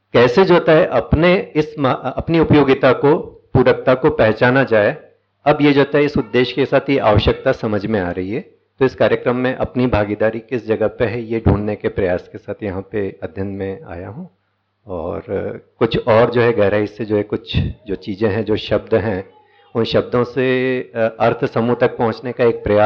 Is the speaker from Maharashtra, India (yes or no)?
no; Raipur, Chhattisgarh, India; मैं रायपुर से हूँ।